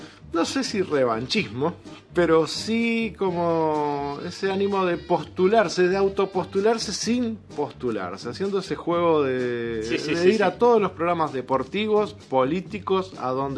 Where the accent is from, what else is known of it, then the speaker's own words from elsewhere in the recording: Uruguay; Yo quiero que mi pueblo se acostumbre a ver a Uruguay ganar desde siempre